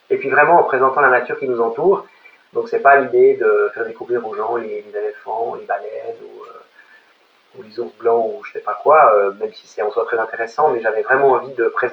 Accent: Lake Geneva area, Switzerland; je viens de Suisse, j'ai grandi au bord du lac Léman, donc en face de la Haute-Savoie

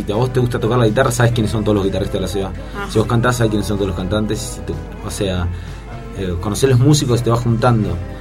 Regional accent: Buenos Aires, Argentina; nosotros somos de Recife, provincia de Buenos Aires, lugar de que somos oriundos, nacimos ahí, ahora vivimos acá, estamos instalados acá, pero somos de ahí, muy orgullosos de ser de Recife.

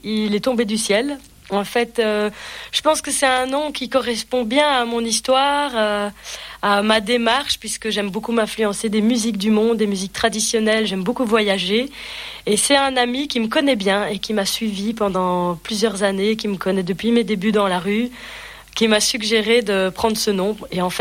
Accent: Belgium; now in France; j'ai 25 ans, je viens de Belgique, j'ai emménagé dans les Vosges il y a plus ou moins, un peu moins de 2 ans

